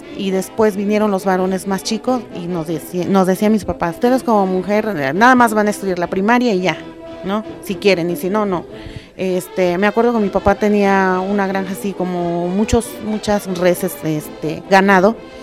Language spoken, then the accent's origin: Spanish; Oaxaca, Mexico; soy originaria de Oaxaca, tengo 39 años, mis padres son indígenas, son campesinos. Soy la quinta de 11 hermanos